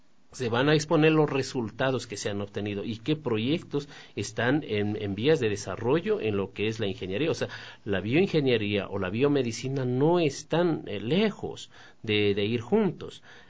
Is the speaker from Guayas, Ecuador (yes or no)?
no; Guaranda, Bolívar, Ecuador; born there; Y le decíamos, yo nací en Guaranda, entonces decíamos, éramos vecinos.